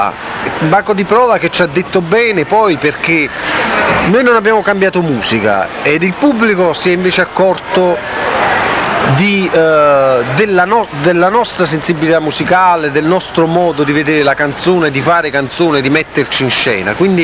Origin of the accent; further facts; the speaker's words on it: Naples, Campania, Italy; Siamo napoletani. Campani.